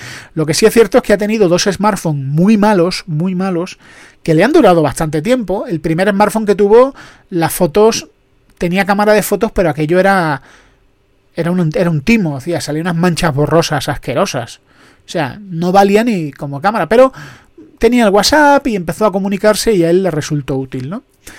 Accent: Andalusia, Spain; Yo que soy andaluz soy desconfiado

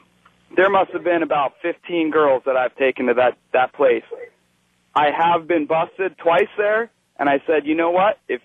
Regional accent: California, United States; I grew up in the Bay Area

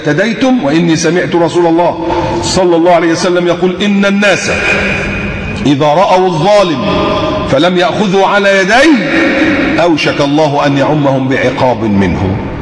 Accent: Egypt; ما تعملي زي اللي كانوا قاعدين في عندنا في مصر

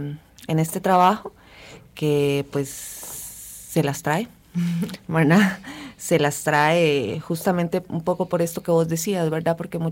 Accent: Honduras; now in Costa Rica; voy a cumplir 22 años de estar en este país. Vengo de Honduras, ¿verdad?

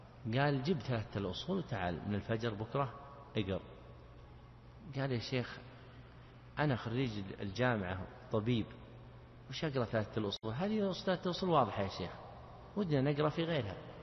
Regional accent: Riyadh Province, Saudi Arabia; يعني مثل ما يقول العوام عندنا في نجد

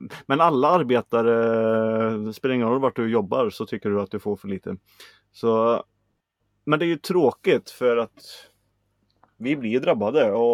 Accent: Sweden; det är vår nu och vi är svenskar, vi ska klaga.

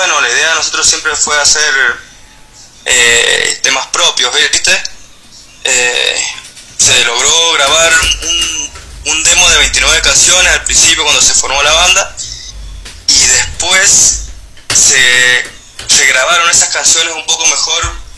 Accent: Rawson, San Juan, Argentina; Somos de San Juan del sur. Del sur de San Juan, del departamento de Rawson.

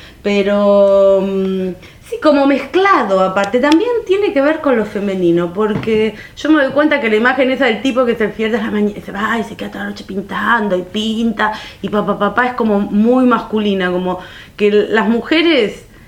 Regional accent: Munro, Buenos Aires Province, Argentina; born there; yo nací en Munro el 1 de mayo de 1962, de una familia con cierta cultura, pero obreros de alguna manera, porque mi mamá es modista, mi papá es carpintero

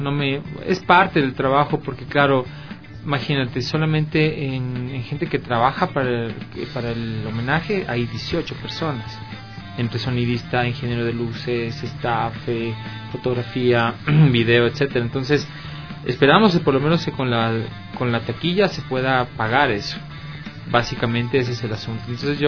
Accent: Ecuador; yo soy músico de Ecuador.

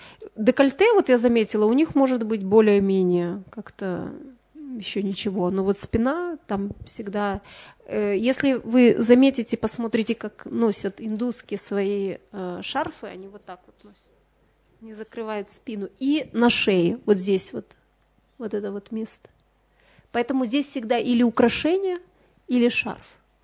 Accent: Ukraine; Но вот на Украине, допустим, я родом с Украины

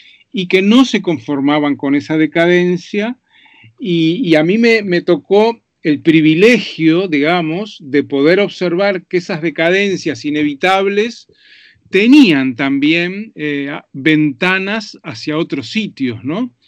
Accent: Montevideo, Uruguay; born there; yo nací en Montevideo, efectivamente, en 1952, el año de la Guerra de Corea.

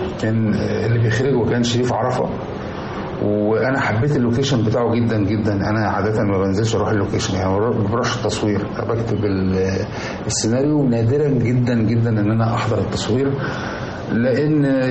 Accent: Damietta, Damietta Governorate, Egypt; أنا اتولدت في مدينة دمياط ونشأت فيها، وفضلت دخلت المدارس كلها، المدرسة الابتدائي والإعدادي والثانوي، وحتى الجامعة بتاعتي كانت هناك.

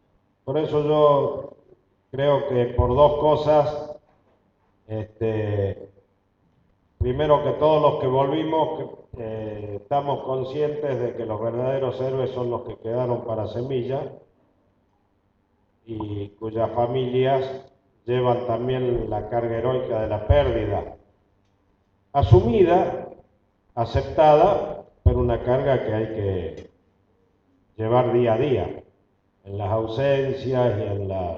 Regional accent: Salta, Argentina; accent: salteña; moved away; con mi tonada salteña, que no he perdido después de 44 años de estar fuera de Salta

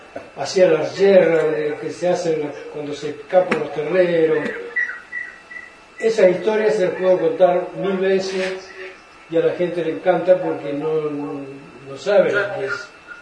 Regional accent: Juan José Paso, Buenos Aires Province, Argentina; Yo soy de Juan José Paso, partido de Cobajó.

